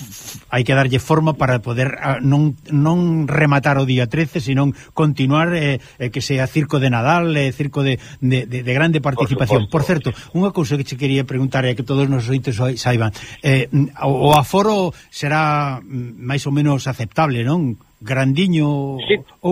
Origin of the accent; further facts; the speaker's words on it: Covelas, Galicia, Spain; lembro a miña aldea onde eu, pasei uns anos de cativiño, resulta que chamábase Covelas, se lia ao ladiño de Celanova.